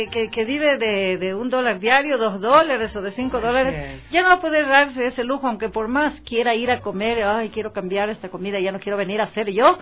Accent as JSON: {"language": "Spanish", "town": "Carolina", "region": "Loja", "country": "Ecuador", "lives_now": "Quito, Ecuador", "said": "La mayor parte están allá en mi provincia, están en Loja"}